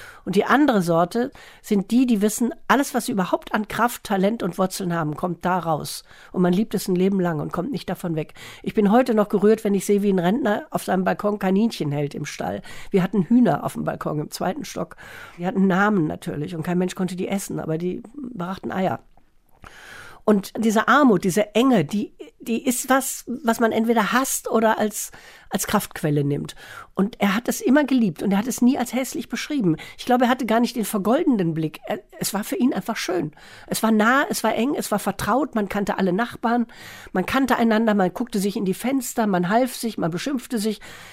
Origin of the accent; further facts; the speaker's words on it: Wales, United Kingdom; aufgewachsen und ich kenne das, eine Gegend, die nach Kohlen riecht. Und ich habe zum ersten Mal seit meiner Kindheit in Wales wieder täglich große Kohlenautos rumfahren sehen.